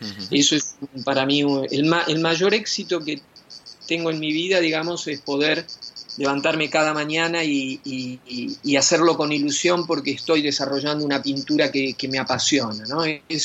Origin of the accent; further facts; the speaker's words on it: Argentina; ese entrenamiento que tuve durante toda mi infancia en Argentina y adolescencia me sirvió mucho a la hora de establecer una carrera aquí en Europa.